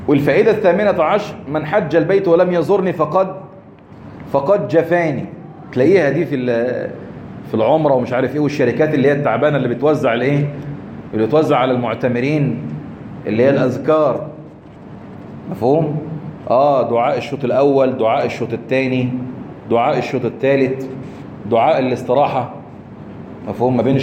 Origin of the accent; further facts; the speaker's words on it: Egypt; عندنا في مصر هنا